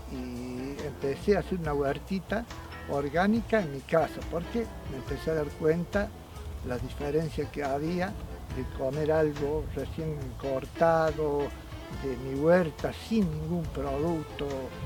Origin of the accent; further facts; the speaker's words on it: Colonia Tirolesa, Córdoba, Argentina; soy vecino de Colonia Tirolesa, toda la vida vivía acá, mejor dicho.